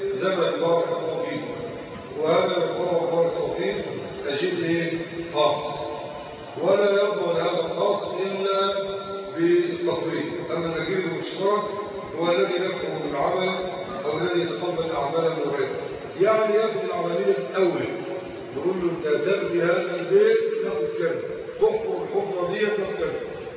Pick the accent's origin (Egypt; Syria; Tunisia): Egypt; وهذا الأمر كان منتشر عندنا في مصر